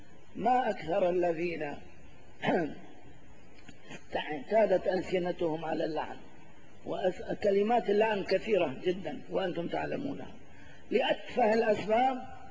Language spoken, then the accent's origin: Arabic; Syria; إلا في بلدتنا سوريا هذه.